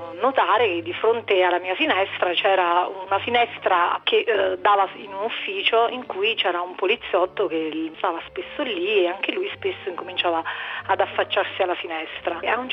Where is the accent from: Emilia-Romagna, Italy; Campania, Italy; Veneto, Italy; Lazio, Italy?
Campania, Italy; Naples; sono di Napoli e ho 33 anni